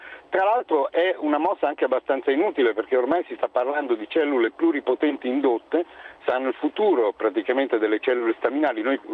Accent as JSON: {"language": "Italian", "town": "Lugano", "region": "Ticino", "country": "Switzerland", "said": "Sono di Lugano, abito a Lugano, però avendo la compagna che abita a Milano faccio spesso avanti e indietro."}